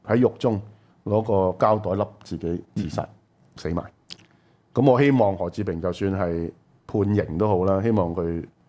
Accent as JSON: {"language": "Cantonese", "country": "Hong Kong", "said": "我說有些事我們香港人是不適合做的"}